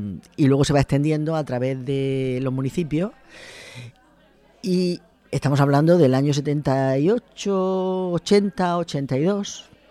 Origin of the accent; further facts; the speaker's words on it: Murcia, Region of Murcia, Spain; tengo ya 68 años. Soy de Murcia, siempre he vivido en Murcia